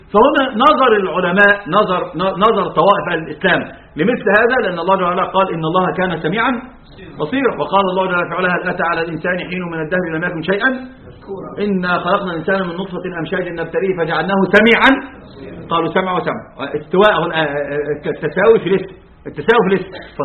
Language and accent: Arabic; Egypt; أما المماثلة الجميع عندنا في مصر،